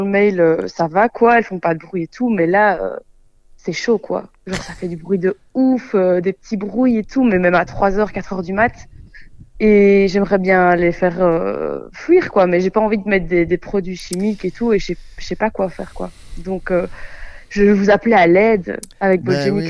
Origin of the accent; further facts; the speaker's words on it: Liège, Wallonia, Belgium; Alors, j'ai 24 ans et je viens de Belgique.